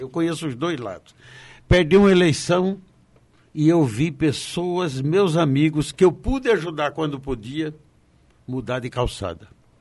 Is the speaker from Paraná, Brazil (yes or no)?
yes; Foz do Iguaçu, Paraná, Brazil; minha terrinha querida, Foz do Iguaçu.